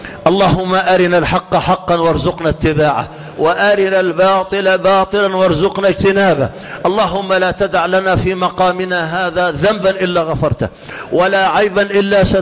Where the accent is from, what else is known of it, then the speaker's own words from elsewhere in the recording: Egypt; اللهم اجعل بلدنا مصر أمنا أمانا، سخاء رخاء